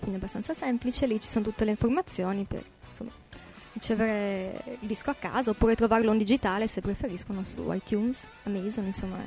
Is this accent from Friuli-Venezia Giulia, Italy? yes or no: yes; Artegna, Friuli-Venezia Giulia, Italy; la scuola primaria del mio paese, Artegna, in provincia di Udine